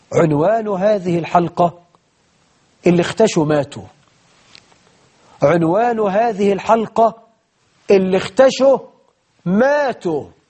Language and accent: Arabic; Egypt; يجعل بلدنا مصر أمنا أمانا